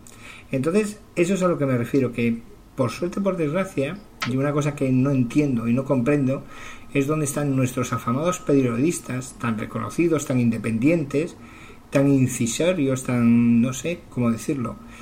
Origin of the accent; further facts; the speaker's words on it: Spain; yo no soy proetarra, soy más español que español, de toda la puta vida